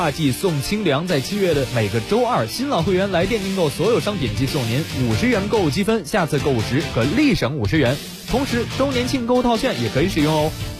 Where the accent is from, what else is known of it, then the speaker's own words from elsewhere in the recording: Beijing, China; 我们以前北京人